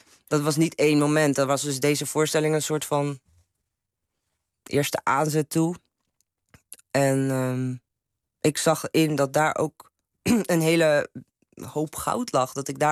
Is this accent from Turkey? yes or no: yes; Turkey; now in Netherlands; maar als Turks meisje kan ik ook wel literatuur bewerken, hoor. En ik kan dat ook spelen.